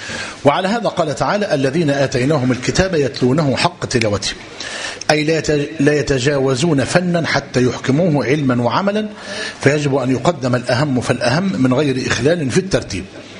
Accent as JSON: {"language": "Arabic", "country": "Egypt", "said": "الإشكالية عندنا في مصر إيه؟"}